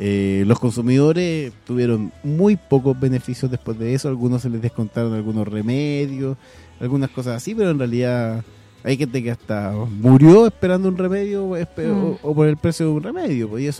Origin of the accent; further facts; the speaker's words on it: Chile; ¿O también como chilenos pensamos que somos el único país que piensa que somos lo único?